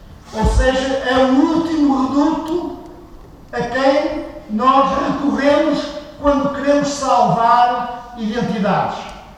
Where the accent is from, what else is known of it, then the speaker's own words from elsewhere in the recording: Portugal; por aquilo que somos enquanto portugueses